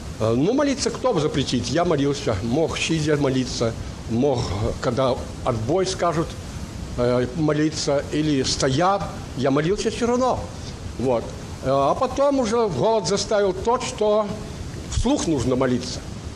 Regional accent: Mogilev Region, Belarus; я сам с Белоруссии, Могилевской области. Наша семья состояла из 10 детей, отца и матери.

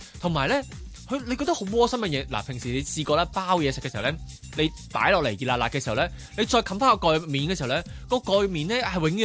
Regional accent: Hong Kong; 嗱，我哋香港人或者我哋好多。朋友们都会觉得啲便当梗系热辣辣食噶啦

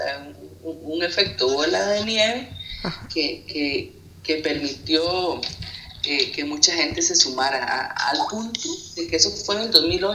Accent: Costa Rica; tenía un 90% de rechazo aproximadamente en mi país

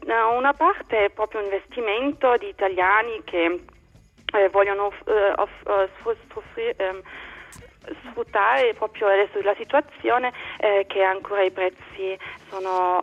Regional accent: Berlin, Germany; Italian is a second language; Sì, sono berlinese, sono nata qui a Ovest.

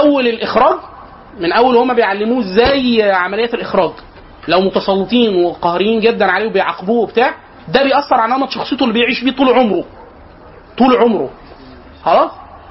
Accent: Egypt; احنا عندنا في مصر لازم نفترق مطبات عند النور

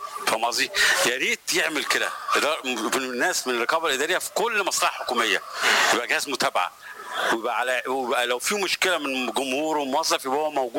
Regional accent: Egypt; يعني عندنا في مصر في كل المجالات ناس عباقره في الزراعه وفي الطب وفي الهندسه

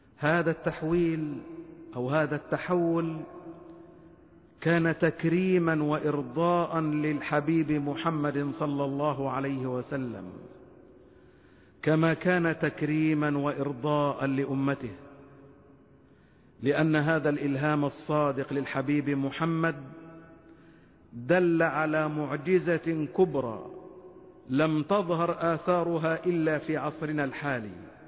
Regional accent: Egypt; وأن يحفظ بلدنا مصر وشعبها وقائدها وكل مؤسساتها من كل مكروه وسوء

